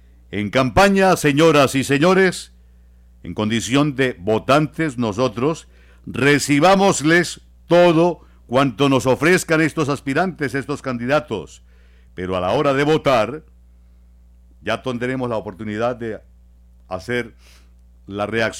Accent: Bucaramanga, Santander, Colombia; como paisanos nuestros, como santanderianos, bumangueses, como colombianos

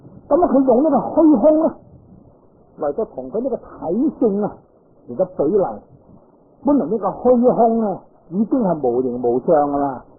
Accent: China; 我哋中国人都系属于矮仔之一类所涉噶啦

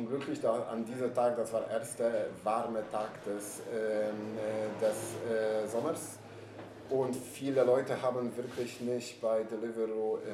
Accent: Poland; German is a second language; now in Berlin, Germany; also ich bin aus Polen und ich habe nie so ein gutes Arbeit gehabt

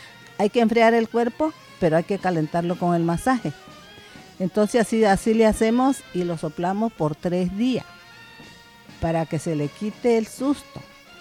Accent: Zanatepec, Oaxaca, Mexico; soy de Zanatepec, un pueblito del Istmo, muy hasta el rinconcito por acá.

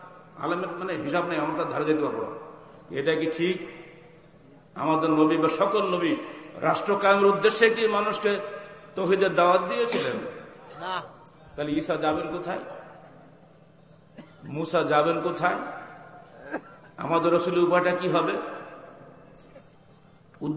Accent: Bangladesh; আমি বাংলাদেশি, আমি বাংলা ভাষায় আমার দেশের তবলিগ করব

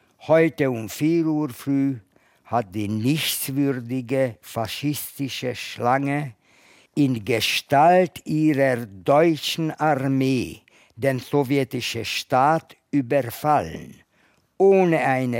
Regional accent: Budapest, Hungary; Ich komme aus Ungarn, aus Budapest. Ich bin im 1929, 21. Juli geboren.

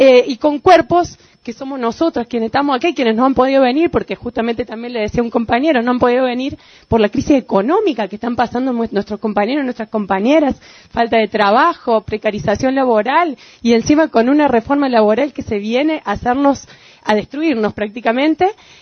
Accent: Paravachasca, Córdoba, Argentina; Yo soy de Parabachasca, venimos acá con nuestros compañeros y compañeras.

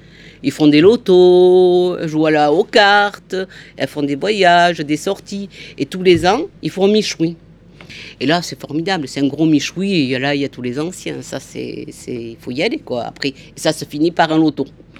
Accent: Mourenx, Nouvelle-Aquitaine, France; On a grandi ensemble à Mourenx.

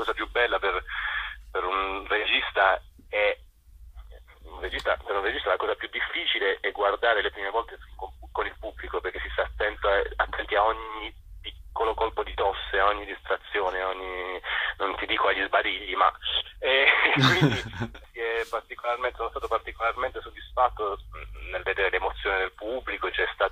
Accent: Bitonto, Apulia, Italy; non dalla Puglia, da Bitonto, il mio paese

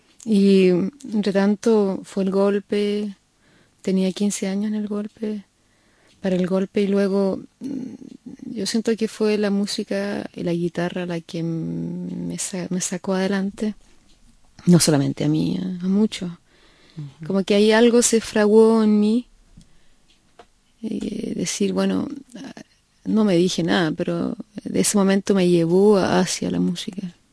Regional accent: Concepción, Biobío, Chile; Nací en Concepción, y es una zona de Chile, donde llueve mucho, y donde no teníamos televisión, y donde yo iba solamente en la mañana a la escuela. En la tarde estábamos en casa, lloviendo, sin televisión, y muchos hermanos, éramos 7.

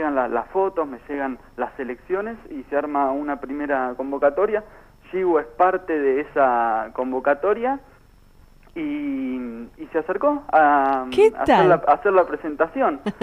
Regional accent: Buenos Aires, Argentina; Soy muy porteño. 30 años, 32 años acá

